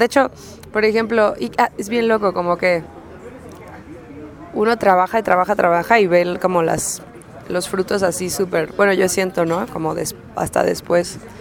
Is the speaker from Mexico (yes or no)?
yes; Xalapa, Veracruz, Mexico; now in Mexico City, Mexico; llevo ya como 5 meses viviendo aquí en Ciudad de México. Soy de Jalapa, Veracruz. Soy cantante y compositora